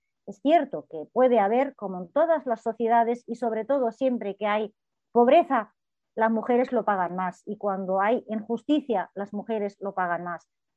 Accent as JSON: {"language": "Spanish", "town": "Gaza", "region": "Gaza Strip", "country": "Palestine", "said": "Yo soy de Gaza, de la franja de Gaza, donde gobierna Hamás. Tengo a mi familia, tengo a mi hermana, a mis primas, las tengo ahí."}